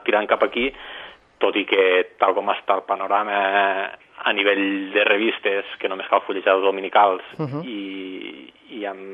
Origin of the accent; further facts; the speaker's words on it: Lleida, Catalonia, Spain; also born or lived in Barcelona; quan vaig vindre a estudiar aquí a Barcelona, jo soc de Lleida, nascut aquí a Barcelona, però soc de Lleida tota la vida, doncs vaig vindre cap aquí